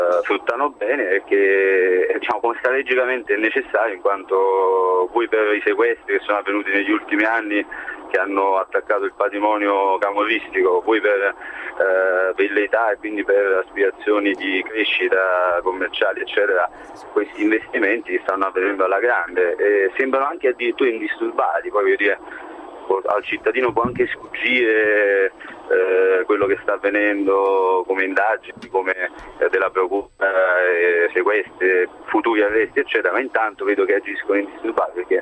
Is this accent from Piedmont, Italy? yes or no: no; Naples, Campania, Italy; now in Rome, Italy; sono napoletano e lavoro a Roma.